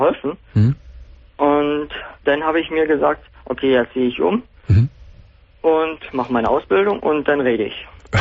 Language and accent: German; Saxony-Anhalt, Germany; Nee, ich komme eigentlich aus Sachsen-Anhalt.